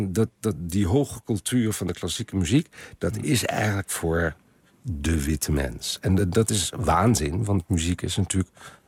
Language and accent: Dutch; Overijssel, Netherlands; Als ik vroeger met mijn ouders vanuit Twente naar het Concertgebouw ging, waren mijn zusje en ik, wij zijn allebei gemengde kinderen